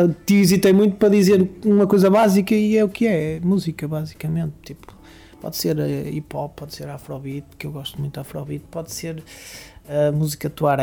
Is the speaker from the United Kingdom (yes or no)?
no; Vila Seca, Braga, Portugal; sou natural lá, embora agora não pare ou não viva lá, portanto até acabo por estar a viver fora de Barcelos, mas sou natural de Vila Seca.